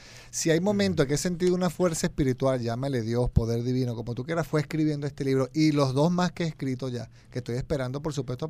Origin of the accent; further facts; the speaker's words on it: Venezuela; Estas son las mías y me fue bien con esto, siendo venezolano